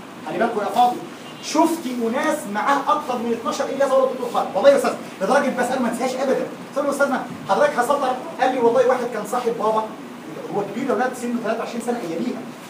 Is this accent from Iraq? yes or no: no; Egypt; وضحت ان الشيخ عندنا في مصر مهزقه